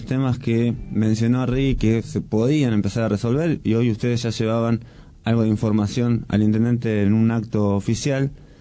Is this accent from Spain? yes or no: no; Argentina; revisarnos como argentinos en nuestra propia historia